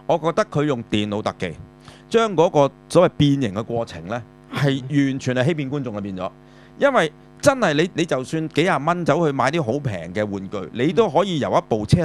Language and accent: Cantonese; China; 我哋中國人即係就叫差不多先生啊嘛嚇